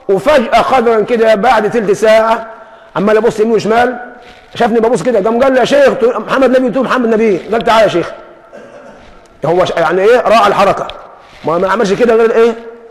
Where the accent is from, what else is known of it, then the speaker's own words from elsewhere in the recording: Egypt; يعني ما احنا كمصريين يعني عندنا السرجيه دي